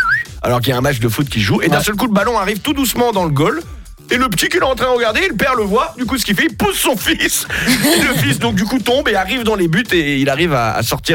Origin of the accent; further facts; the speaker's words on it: Hauts-de-France, France; je sais que dans la boxe aussi ça se pratique chez nous en Picardie.